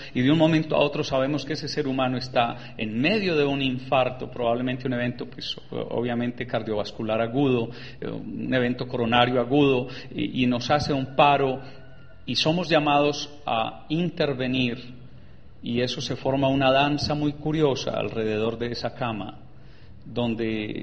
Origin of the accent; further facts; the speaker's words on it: Antioquia, Colombia; now in United States; todo eso lo aprendí en inglés y he vivido 30 años en los Estados Unidos. Entonces, siendo paisa, no sé inglés y se me olvidó el español.